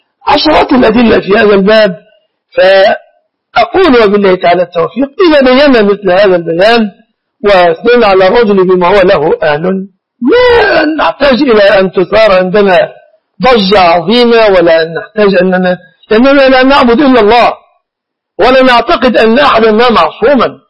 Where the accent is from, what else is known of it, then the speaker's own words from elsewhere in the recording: Egypt; عندنا في مصر